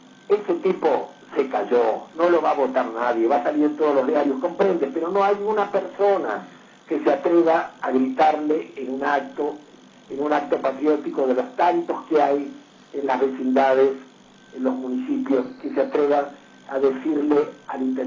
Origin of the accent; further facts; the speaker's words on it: Argentina; Yo creo que a esta altura tenemos que decir, somos argentinos, todos somos iguales.